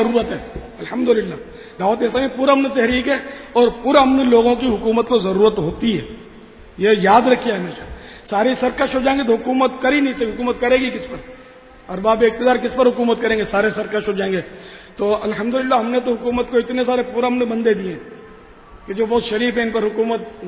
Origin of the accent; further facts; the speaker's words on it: Karachi, Sindh, Pakistan; born there; میں تو اصلاً نسلاً پاکستانی ہوں، میری تو پیدائش ہی باب المدینہ میں ہوئی ہے